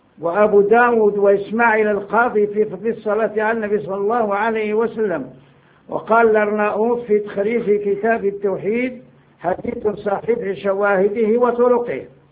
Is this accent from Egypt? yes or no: no; Morocco; قلت له انا مغربي.